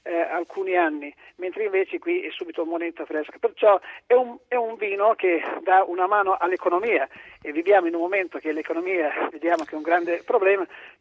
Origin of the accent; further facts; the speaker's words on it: Emilia-Romagna, Italy; perché sono anche romagnolo, no?